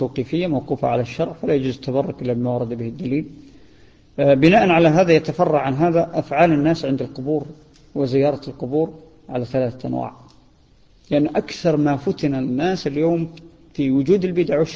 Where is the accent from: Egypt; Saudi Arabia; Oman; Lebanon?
Saudi Arabia; ظاهرة هي عندنا في السعودية